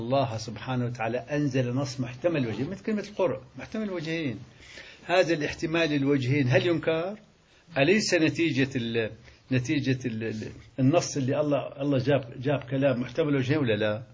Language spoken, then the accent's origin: Arabic; Syria; هذا مثل عندنا في الشام اسمه 10 بلدي